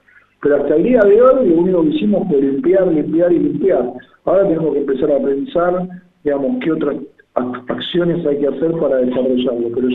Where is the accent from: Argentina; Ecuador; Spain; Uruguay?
Argentina; Buenos Aires; digo del lado este porque soy porteño